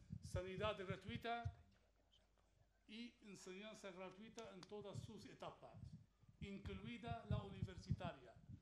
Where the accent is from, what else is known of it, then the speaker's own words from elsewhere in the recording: Syria; Nosotros somos del mundo, realmente. Pero, quieras que no, es que somos sirios, a pesar de todo.